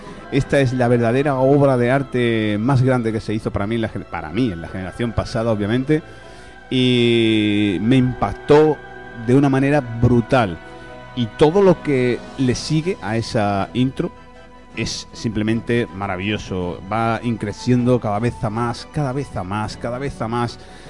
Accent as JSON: {"language": "Spanish", "region": "Andalusia", "country": "Spain", "accent": "Andalusian", "said": "Porque, bueno, somos de Andalucía. Es cierto que a lo mejor yo hablo más finolis de la cuenta"}